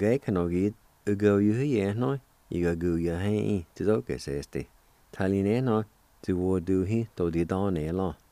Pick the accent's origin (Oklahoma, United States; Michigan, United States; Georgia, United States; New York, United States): Oklahoma, United States; Jay; that's the church I grew up going to near Jay, Oklahoma, in the Piney community.